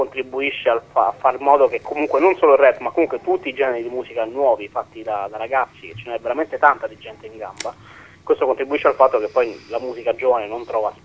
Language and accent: Italian; Rome, Lazio, Italy; Quindi siamo di Roma, si sente che siamo di Roma perché comunque siamo cresciuti qui, abbiamo respirato quest'aria